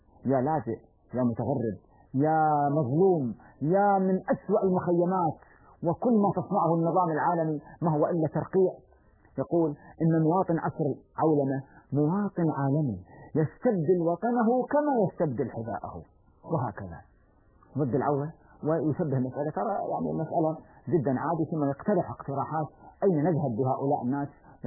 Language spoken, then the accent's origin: Arabic; Kuwait; اللي يسمونه عندنا بالكويت